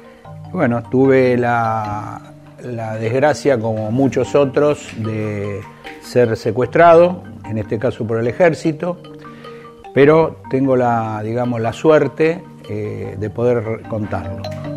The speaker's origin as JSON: {"language": "Spanish", "country": "Argentina", "tie": "born there", "said": "tengo 67 años, nací acá en la Argentina, orgulloso de serlo."}